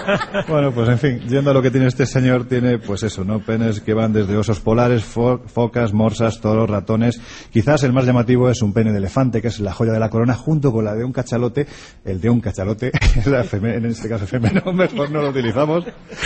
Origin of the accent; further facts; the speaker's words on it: Andalusia, Spain; yo siempre digo que soy andaluz sin gracia